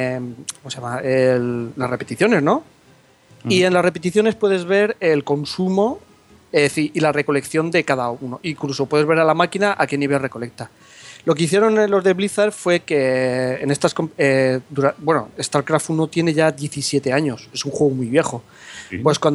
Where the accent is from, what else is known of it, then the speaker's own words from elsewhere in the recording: Spain; Exacto, y encima soy español, para rematar.